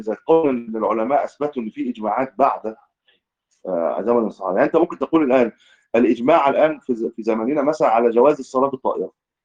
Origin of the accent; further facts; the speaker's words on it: Egypt; ما تسمع واحنا من اهل مصر.